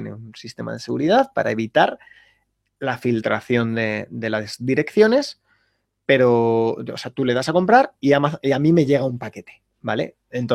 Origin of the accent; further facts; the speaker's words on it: Valladolid, Castile and León, Spain; now in Seville, Spain; soy de Valladolid, estudié en León y ahora mismo vivo en Sevilla.